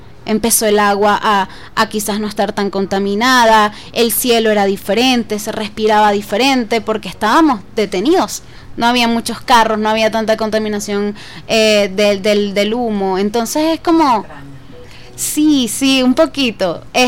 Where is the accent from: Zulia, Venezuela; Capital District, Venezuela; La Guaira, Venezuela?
Capital District, Venezuela; Caracas; en lo particular como caraqueña, como venezolana, me dolía